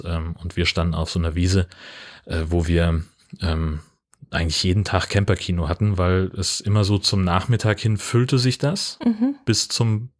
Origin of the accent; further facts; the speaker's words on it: Hesse, Germany; Ja, ich bin ja in Hessen aufgewachsen